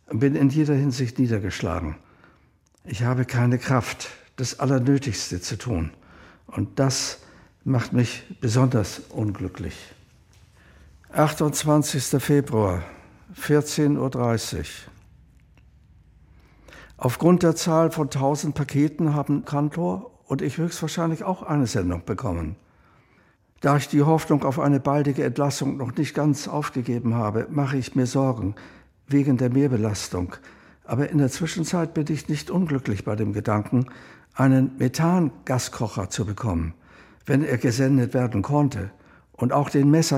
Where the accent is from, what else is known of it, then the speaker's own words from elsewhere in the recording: Vienna, Austria; born there; 1936 geboren in Wien, bin selbst Verfolgter des Naziregimes